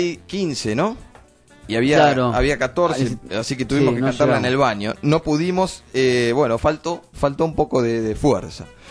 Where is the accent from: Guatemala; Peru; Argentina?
Argentina; Como argentinos en este sentido, somos un poco de la improvisación y de la suerte